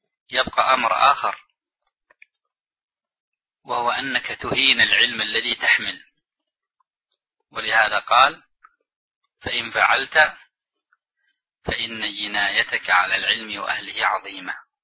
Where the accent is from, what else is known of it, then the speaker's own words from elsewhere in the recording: Yemen; كمجالس مثلا عندنا في اليمن القات